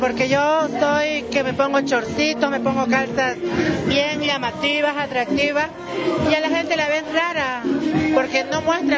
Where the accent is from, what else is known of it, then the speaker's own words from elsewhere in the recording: Santa Cruz, Bolivia; now in La Paz, Bolivia; No, soy camba, pero resido acá.